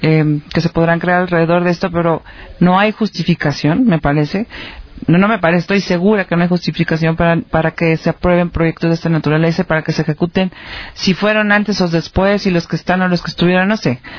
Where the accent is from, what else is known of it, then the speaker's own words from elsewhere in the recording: Mexico; estoy como mexicana y estoy como mamá de niños.